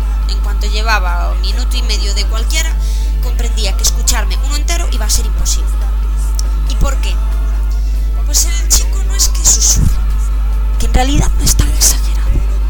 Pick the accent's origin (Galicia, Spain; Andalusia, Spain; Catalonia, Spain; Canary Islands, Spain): Galicia, Spain; primero, como buena gallega que sale en un programa, para saludar.